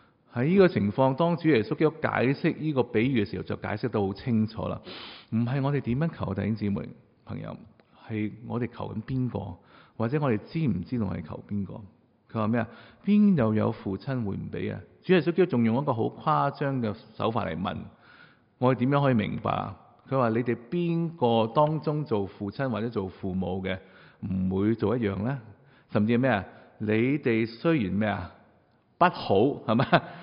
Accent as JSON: {"language": "Cantonese", "country": "China", "said": "因为我哋中国人觉得呢个系叫客气"}